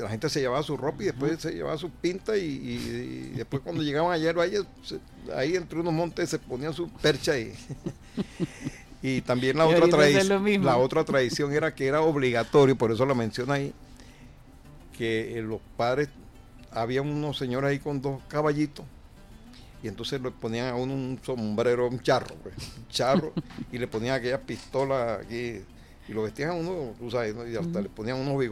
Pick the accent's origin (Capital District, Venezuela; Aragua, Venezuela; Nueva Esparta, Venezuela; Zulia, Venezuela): Nueva Esparta, Venezuela; Valle de San Juan; Valle de San Juan, que es, es prácticamente el ícono del pueblo mío, del Valle de San Juan, municipio Díaz